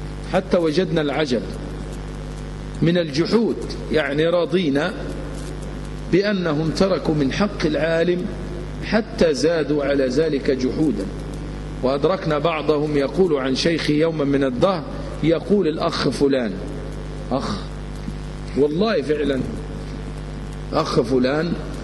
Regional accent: Egypt; فأنا مصري مثله وأنت الذي تسأل عنه لأنك سعودي وهو مصري، وإنما تسألني عمن أعرفه وأسكن في المنطقة التي هو فيها وإلى جوار مسجده الذي تربيت فيه.

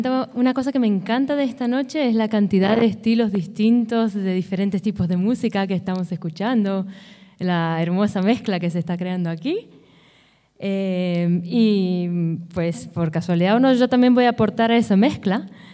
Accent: Israel; yo también lo soy, nací y crecí en Israel

